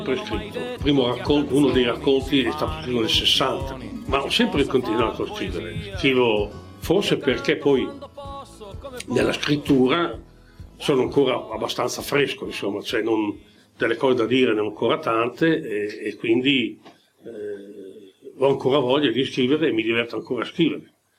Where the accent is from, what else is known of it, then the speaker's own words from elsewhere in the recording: Modena, Emilia-Romagna, Italy; born there; Sono nato a Modena, ma sono nato il 14 giugno del 40, quattro giorni dopo l'entrata dell'Italia in guerra.